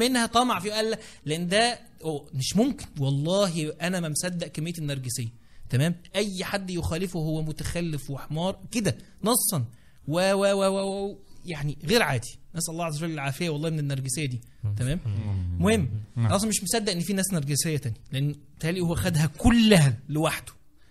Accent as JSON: {"language": "Arabic", "country": "Egypt", "said": "احنا وبالذات احنا كمصريين احنا بنسمي الحاجات"}